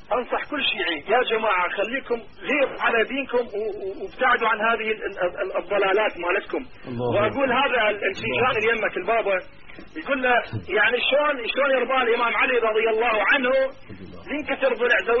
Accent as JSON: {"language": "Arabic", "town": "Karbala", "region": "Karbala Governorate", "country": "Iraq", "moved": "yes", "lives_now": "Europe", "said": "لا أخي أنا أصلي من كربلاء أخي أنا أتكلم وياك من أوروبا أخي أنا طلعت من العراق"}